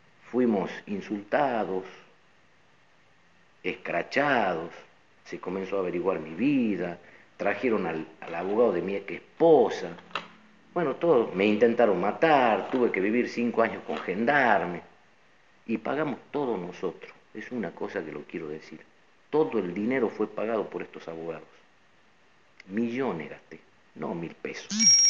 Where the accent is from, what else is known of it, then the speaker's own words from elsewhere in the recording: Tartagal, Salta, Argentina; venimos nosotros de Tartagal.